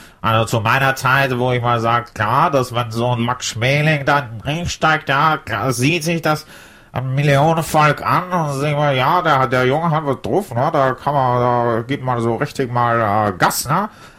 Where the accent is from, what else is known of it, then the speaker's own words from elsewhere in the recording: Hamburg, Germany; now in Munich, Germany; Ursprünglich bin ich aus Hamburg und habe mich dann spät verliebt in eine junge Frau, die mal mit der, wo wir verheiratet sind und in München leben.